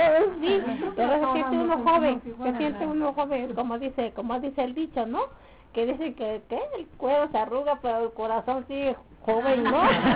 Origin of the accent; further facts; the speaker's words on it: Oaxaca, Mexico; Esa es una canción muy antigua, porque eso ya, desde que yo estaba chica, yo la oía que la cantaban allá en mi tierra.